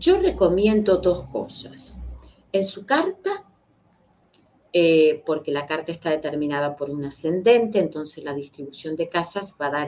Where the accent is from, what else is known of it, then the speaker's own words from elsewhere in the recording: Argentina; born there; tenemos que empezar a reconciliarnos con los que nacimos acá en Argentina, con esa gran madre que es Argentina